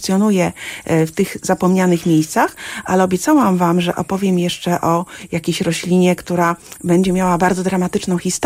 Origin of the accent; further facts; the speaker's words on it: Mrągowo, Warmian-Masurian Voivodeship, Poland; born there; Urodziłam się na Mazurach, w Mrągowie.